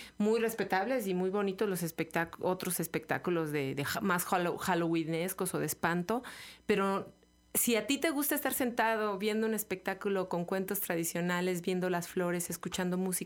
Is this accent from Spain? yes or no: no; Mexico; Así somos los mexicanos, nos reímos de la muerte